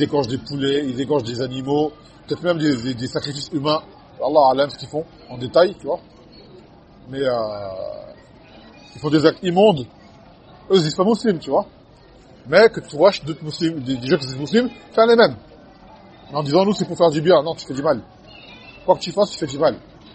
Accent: Martinique, France; Je me rappelle quand j'étais petit à Martinique qui racontait.

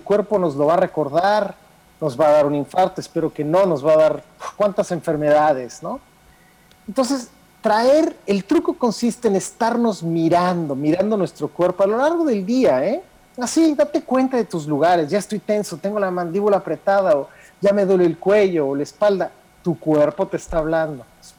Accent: Mexico; Eso a veces se nos olvida, por ejemplo, que somos mexicanos, ¿no? Y que los mexicanos no vemos igual que los alemanes o que los franceses.

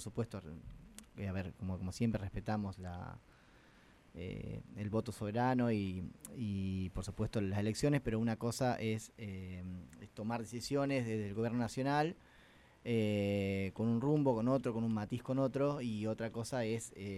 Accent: Toay, La Pampa, Argentina; Yo que soy de Toay, así que estoy acá en casa.

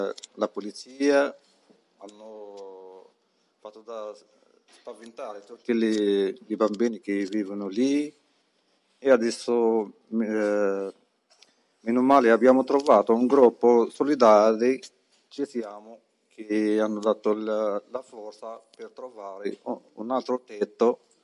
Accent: Morocco; Italian is a second language; vengo del Marocco, sono come degli altri stranieri che cercano da migliorare la sua vita

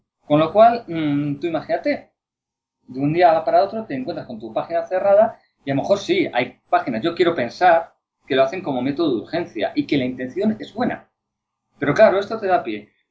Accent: Spain; Yo me siento profundamente español. Yo amo a mi país

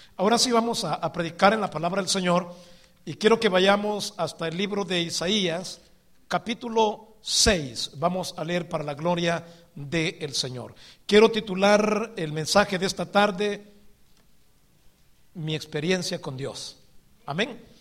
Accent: El Salvador; Vengo desde El Salvador, de una comunidad muy pequeña.

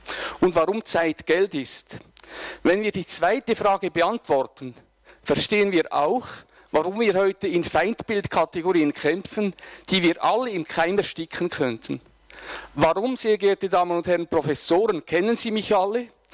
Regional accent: Sursee, Lucerne, Switzerland; ich stamme aus Sursee.

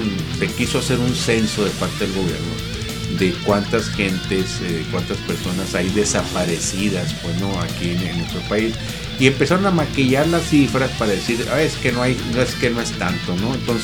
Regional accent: Mexico; es una situación muy lamentable que como mexicano, a mí en lo particular no me enorgullece

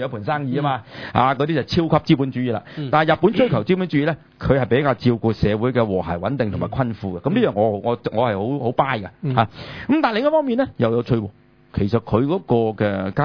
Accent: China; 但系我哋中国人咧就好滑头嘅

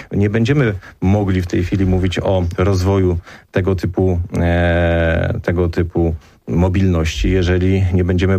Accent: Silesian Voivodeship, Poland; ja też pochodzę z województwa śląskiego

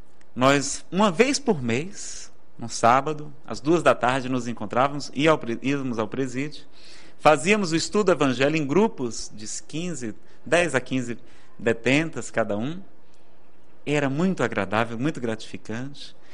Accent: Ceará, Brazil; Nada contra o forró, eu que sou cearense, danço muito bem, por sinal.

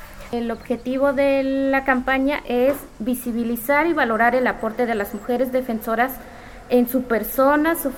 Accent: Chicoyaco, Puebla, Mexico; Tengo 28 años y soy socia de la Organización de Mujeres Masehualchihuame, Mosenyol Chicahuani, desde hace aproximadamente unos 6 a 8 años. Soy de la comunidad de Chicoyaco, de la Junta Auxiliar de Silos Ochico.

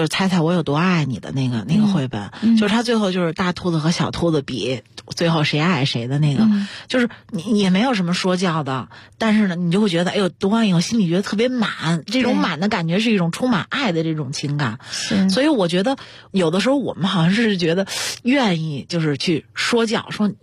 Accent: China; 我们中国人说的读万卷书行万里路真的特别重要

